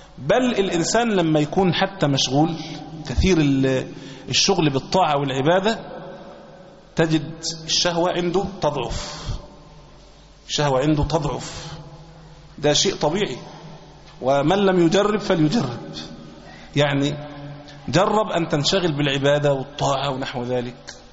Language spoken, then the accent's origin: Arabic; Egypt; مسألة الاختلاف عندنا في مصر في وقت الفجر